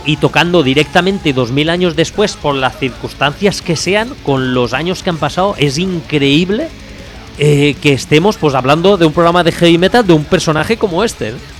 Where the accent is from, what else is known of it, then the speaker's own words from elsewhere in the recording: Spain; somos españoles, quiero decirte.